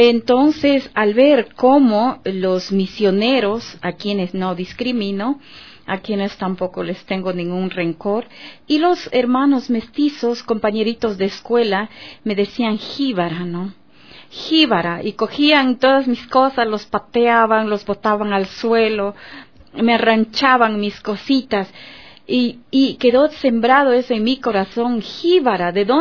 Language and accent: Spanish; Macas, Morona Santiago, Ecuador; yo viví y crecí en Macas, en Sevilla, Don Bosco, no te permitían a ti como shuar